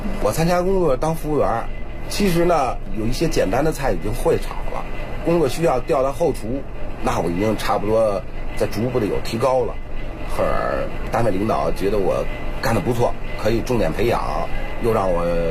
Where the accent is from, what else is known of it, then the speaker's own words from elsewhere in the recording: Beijing, China; 土生土长在北京，也没离开这前门地区。